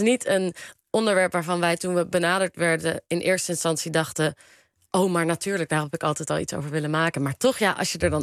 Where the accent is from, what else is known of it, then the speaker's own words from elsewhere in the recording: The Hague, South Holland, Netherlands; Nou, ik kom uit Den Haag.